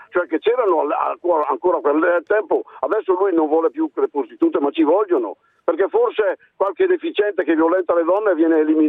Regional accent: Lombardy, Italy; vengo dalle montagne di Brescia ma non dico la città

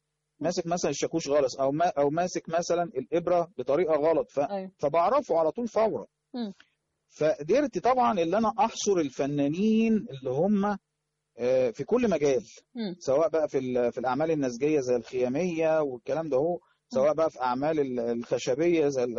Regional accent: Cairo, Cairo Governorate, Egypt; انا طبعا يعني من مواليد الدرب الاحمر، عشت حياتي طبعا في المنطقه ديت،

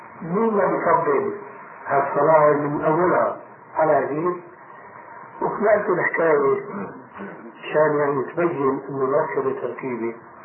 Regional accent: Damascus, Damascus Governorate, Syria; عندنا في دمشق

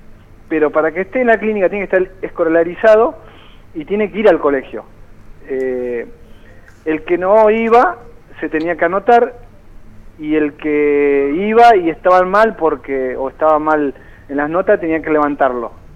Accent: Espinillo, Formosa, Argentina; esto fue un poquito ayudar a mi provincia o directamente a mi pueblo, allá en Espinillo Formosa

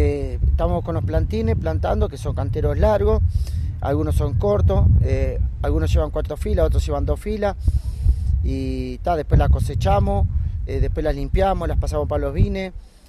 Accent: Paysandú, Uruguay; born there; also born or lived in San José; now in Canelones, Uruguay; Soy nacido en Paysandú, vivía en San José y ahora vivo acá en Canelones.

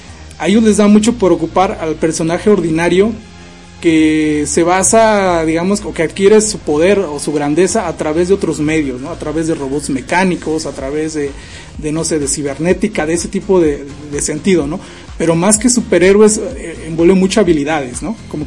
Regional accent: Veracruz, Mexico; ojalá y sea este año también tocar algo de aquí en mi país y decir pues también estoy en Veracruz, estoy en México y algo local

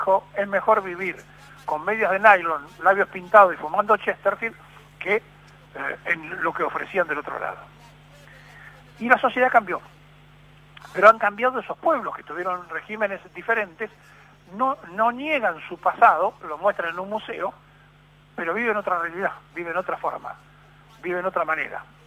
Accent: Argentina; para hacer ver que nosotros somos argentinos y que hacemos lo que queremos

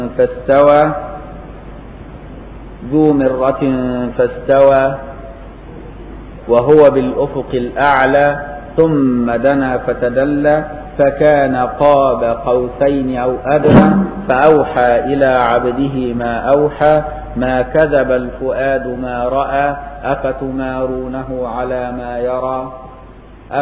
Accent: Egypt; اللي مدفونة هنا في ميدان السيدة عائشة عندنا في مصر

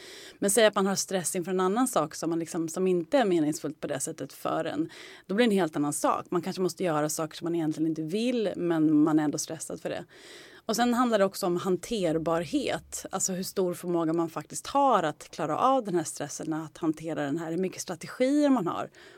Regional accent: Skärblacka, Östergötland, Sweden; Jag kommer från Norrköping, eller Skärblacka egentligen, en liten håla utanför Norrköping.

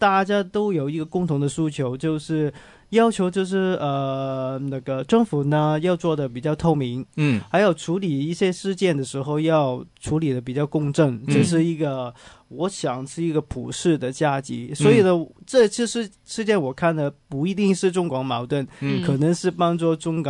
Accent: Hong Kong; 其实作为一个港人呢

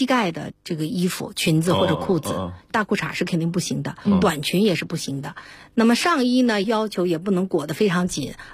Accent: China; 是啊，我们到那儿以后感觉到很自豪嘛，因为我们中国人

